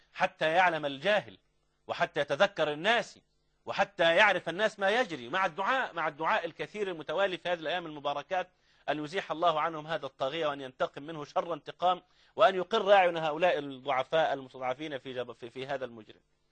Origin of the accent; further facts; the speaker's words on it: Egypt; ده في كامب ديفيد عندنا في مصر